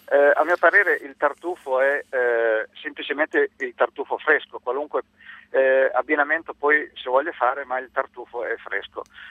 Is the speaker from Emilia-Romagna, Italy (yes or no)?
yes; Ferrara, Emilia-Romagna, Italy; io sono ferrarese, nella mia zona c'è una manifestazione